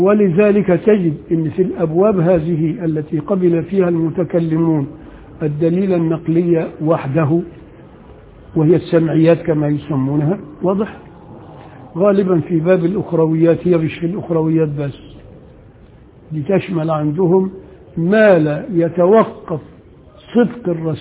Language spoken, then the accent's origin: Arabic; Upper Egypt, Egypt; عشان أنا ساعات يعني بقى أنا راجل صعيدي وبغير على اللي هنا